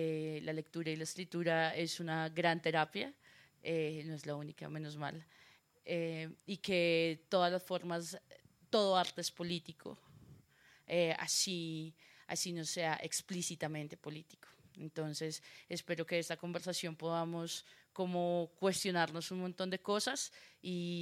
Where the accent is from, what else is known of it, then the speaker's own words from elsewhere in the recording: Bogotá, Colombia; Yo soy poeta, soy puta poeta del Burdel Poético de Bogotá.